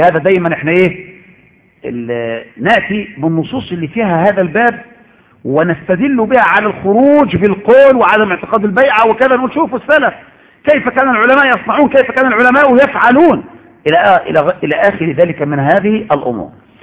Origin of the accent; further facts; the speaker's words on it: Egypt; يا شيخ ان عندنا في مصر زمان كان الناس لا يعرفون وجوب صلاه